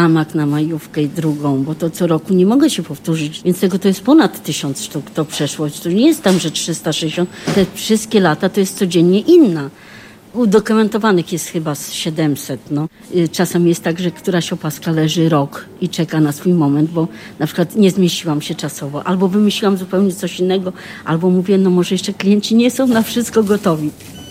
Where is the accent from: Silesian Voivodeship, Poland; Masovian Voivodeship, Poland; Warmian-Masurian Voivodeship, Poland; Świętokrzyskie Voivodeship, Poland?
Masovian Voivodeship, Poland; Warsaw; No, urodziłam się w Warszawie, jestem z Warszawy, tylko że na początku to była Ochota, teraz to są Włochy już, ale no, cały czas jestem tu w okolicach.